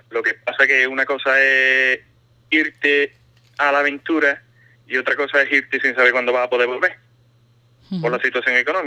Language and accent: Spanish; Ubrique, Andalusia, Spain; suelo decirle que soy de cerca de Gibraltar, ya sabes, punto de referencia, pero en las montañas, y ya más o menos tienen una idea.